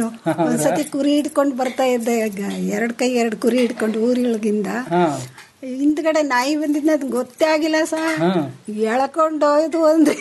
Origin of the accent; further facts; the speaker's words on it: Bengaluru, Karnataka, India; ಬೆಂಗಳೂರಿನಲ್ಲೇ ಹುಟ್ಟಿ ಬೆಳೆದಿದ್ದು ಸರ್ ನಾವು.